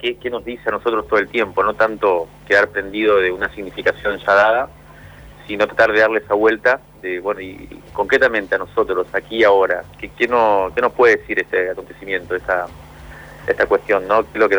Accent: Cuba; la mayoría de mis amigos con la que me crié en Cuba hoy viven en Miami

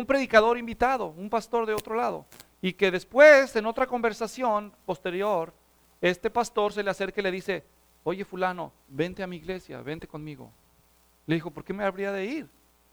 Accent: Guadalajara, Jalisco, Mexico; la ciudad natal de donde yo soy, en Guadalajara, México.

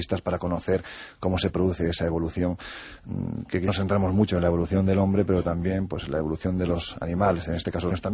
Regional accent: Andalusia, Spain; Yo vuelvo a repetir, soy andaluz sin gracia, es decir, lo tengo clarísimo, ¿no?

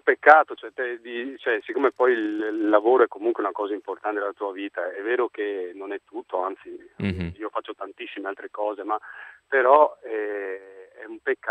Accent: Oriago, Veneto, Italy; born there; now in Viareggio, Italy; Sono nato a Oriago, che è un paese ma vicinissimo a Venezia.

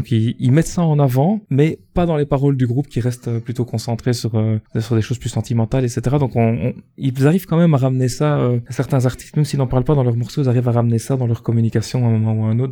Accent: Belgium; pour ceux qui n'auraient pas remarqué à mon accent, je suis belge

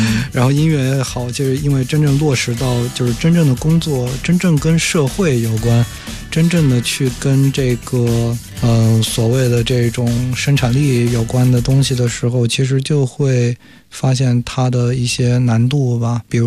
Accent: Zhejiang, China; 首先我是一个浙江人

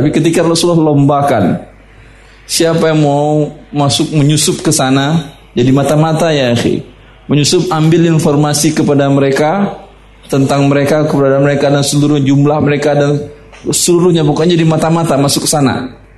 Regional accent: Russia; Di kampung saya di Rusia sampai 20 derajat di bawah 0, 25 sampai 30.

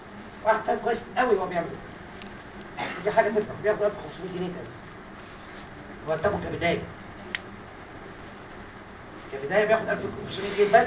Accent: Egypt; عشان انا مصري وعربي

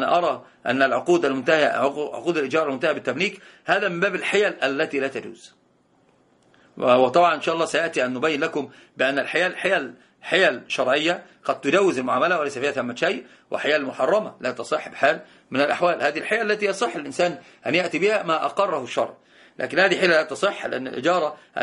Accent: Egypt; التورق عندنا في مصر الناس يسمونه حرق السلعة

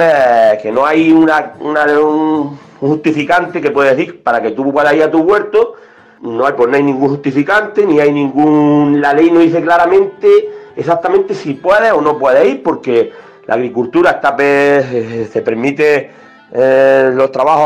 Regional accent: Cádiz, Andalusia, Spain; soy de Cádiz

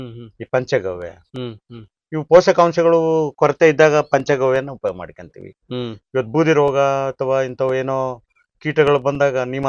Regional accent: Dambralli, Karnataka, India; ಡಂಬ್ರಳ್ಳಿ sir.

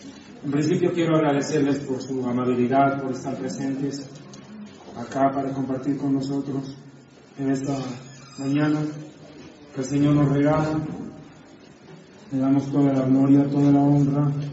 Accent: La Paz, Bolivia; Para mí es un momento muy especial poder estar aquí en La Paz, en mi tierra, en mi ciudad

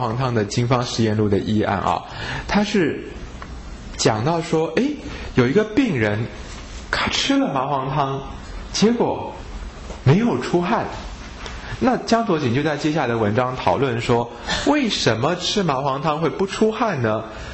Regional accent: Taiwan; 那相反来讲，对不对？我们台湾人吃药就要小心啊

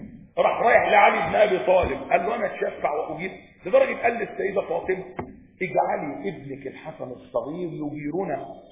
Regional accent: Egypt; بيت المقدس بقى عندنا في مصر

